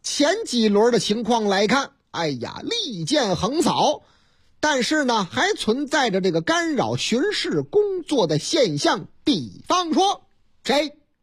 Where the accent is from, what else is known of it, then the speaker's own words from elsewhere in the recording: Shandong, China; 这也是这个山东是啊，是我老家山东啊